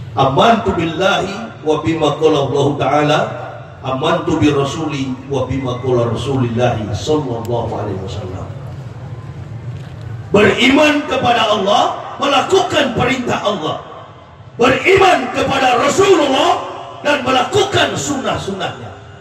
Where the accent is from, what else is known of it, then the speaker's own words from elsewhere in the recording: Manado, North Sulawesi, Indonesia; Manado kampung halaman saya